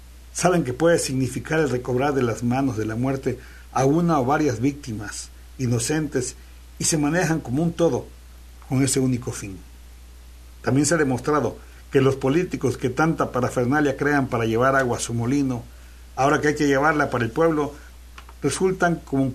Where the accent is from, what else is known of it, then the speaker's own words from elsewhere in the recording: Mexico; Es lo menos que puede hacer por un pueblo especial como el mexicano, que nosotros, el pueblo, formamos la patria y que la patria es primero.